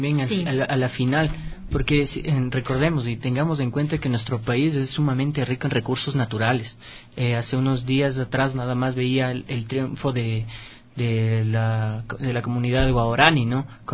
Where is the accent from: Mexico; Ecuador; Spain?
Ecuador; Somos capaces los ecuatorianos de en serio reafirmar una revolución